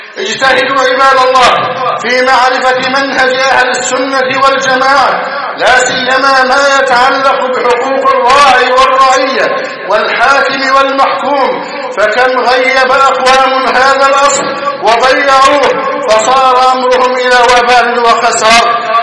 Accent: Egypt; اللهم احفظ بلدنا مصر أمن أمانا

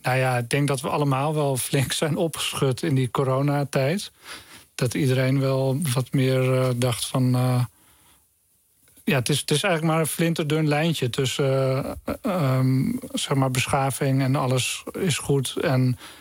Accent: Lelystad, Flevoland, Netherlands; dat ik ben in Lelystad opgegroeid

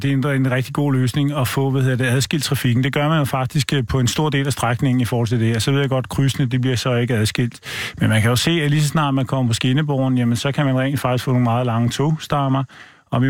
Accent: Capital Region of Denmark, Denmark; Jeg er født og opvokset på Vestegn, hvor al trafik, det skulle ind over hovedbanen for, at man skulle ud igen.

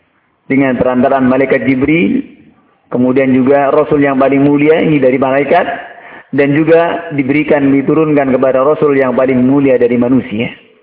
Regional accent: Surakarta, Central Java, Indonesia; Kalau saya orang Solo bilang, tafsir saya utiletewe.

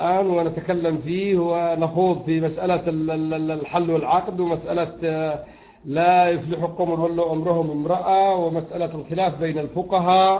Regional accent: Yemen; يقولون بالذات أهل اليمن، وأنا يمني

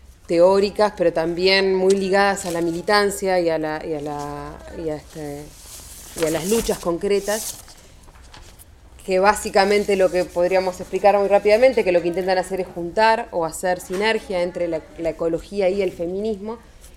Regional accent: Montevideo, Uruguay; yo soy de Uruguay, de Montevideo concretamente

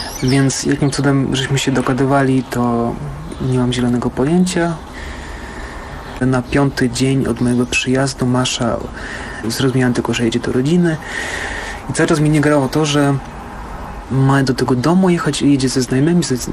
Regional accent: Bytom, Silesian Voivodeship, Poland; born there; Urodziłem się w Bytomiu w Polsce, na Górnym Śląsku. Teraz jestem na balkonie, w tak zwanej kwarantannie. Pięknym widokiem na Morze Czarne.

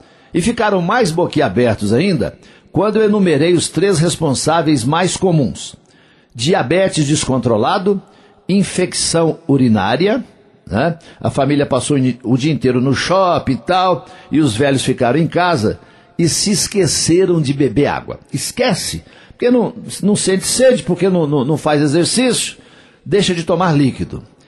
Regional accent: Coromandel, Minas Gerais, Brazil; Dia 5 de julho vai ter um showzaço lá na minha terra, lá em Coromandel.

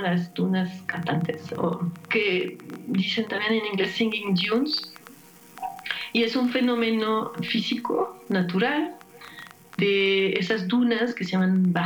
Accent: France; Spanish is a second language; now in Mexico; yo soy francesa, he vivido en Francia básicamente toda mi vida y pues por cuestiones personales hace 17 años vine a vivir a México.

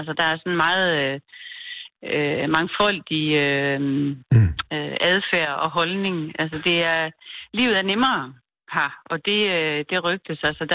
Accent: Herning, Central Denmark Region, Denmark; jeg kommer oprindeligt fra Herning.

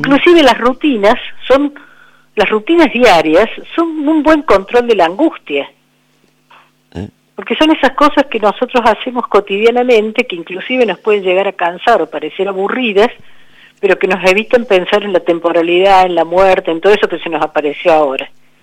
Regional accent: Córdoba, Argentina; bueno, ustedes, yo soy de Córdoba, pero las sierras, viene una creciente y se lleva un montón de cosas

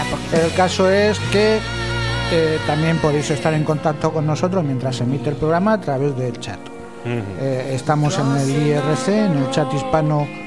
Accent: Madrid, Community of Madrid, Spain; Yo me crié en Madrid y no eran 6 números, eran 7.

